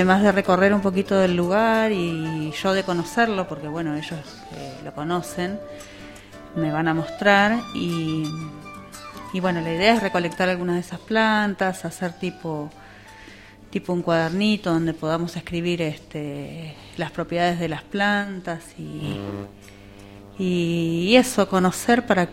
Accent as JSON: {"language": "Spanish", "town": "El Bolsón", "region": "Río Negro", "country": "Argentina", "said": "yo también soy de acá, del Bolsón, no específicamente de acá, de la zona de Rinconada"}